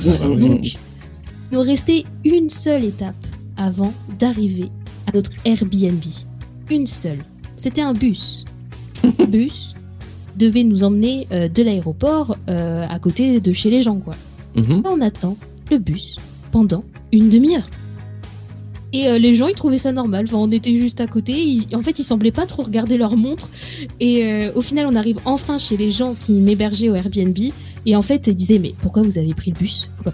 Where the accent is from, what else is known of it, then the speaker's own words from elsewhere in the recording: France; Bon, certes, on vient de la France, voilà, gastronomique, tout ça.